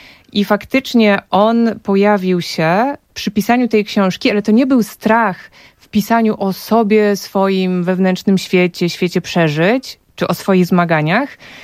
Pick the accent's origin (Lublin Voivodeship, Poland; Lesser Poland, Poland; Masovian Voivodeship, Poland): Masovian Voivodeship, Poland; Warsaw; W latach 90. moje dzieciństwo, ja nie znałam Warszawy, ja znałam swoje osiedle. Ja znałam blok i bloki okoliczne